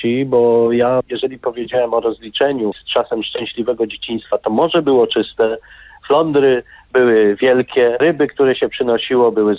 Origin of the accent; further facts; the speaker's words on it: Sopot, Pomeranian Voivodeship, Poland; born there; Ja nie jestem Kaszubą, nie czuję się Kaszubą, chociaż urodziłem się w miejscu, w którym było pierwsze muzeum kaszubskie. Przy dzisiejszym sopockim deptaku, przy ulicy Bohaterów Monte Cassino